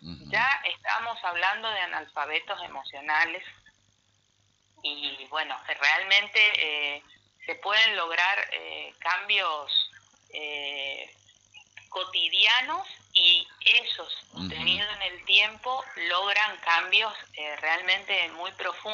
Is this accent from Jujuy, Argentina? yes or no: no; Resistencia, Chaco, Argentina; now in Buenos Aires, Argentina; Yo soy de Resistencia Chaco, vivo hace más de 20 años en Buenos Aires